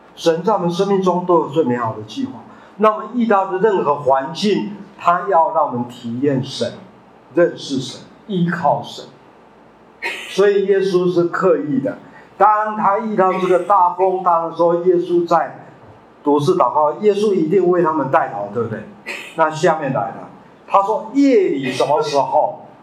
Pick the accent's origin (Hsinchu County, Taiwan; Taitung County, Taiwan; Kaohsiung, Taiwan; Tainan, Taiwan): Taitung County, Taiwan; 我小时候在台东，大家知道花莲台东吗？我在那边出生成长，我的故乡妈妈是彰化二水中部人，爸爸是云林东人，我的祖父跟父母亲就搬到台东，光复以前我在台东出生，